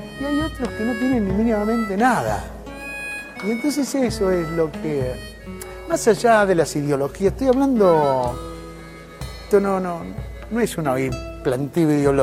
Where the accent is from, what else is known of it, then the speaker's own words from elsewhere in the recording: Argentina; soy un músico argentino